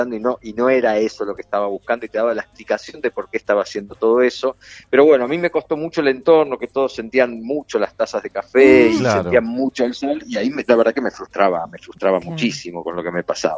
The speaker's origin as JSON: {"language": "Spanish", "town": "La Plata", "region": "Buenos Aires Province", "country": "Argentina", "tie": "born or raised there", "said": "Sí, muchos nací en años en La Plata. En La Plata hasta que terminé el secundario."}